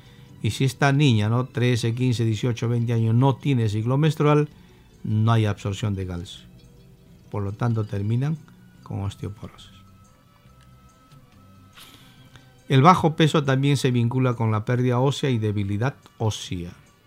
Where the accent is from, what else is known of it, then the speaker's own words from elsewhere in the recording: Peru; Siendo peruanos tenemos tantas plantas medicinales.